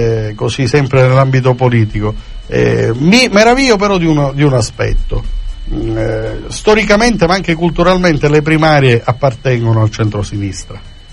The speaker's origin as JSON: {"language": "Italian", "town": "Palermo", "region": "Sicily", "country": "Italy", "said": "Io personalmente, essendo palermitano e in qualche misura cefalutano di adozione"}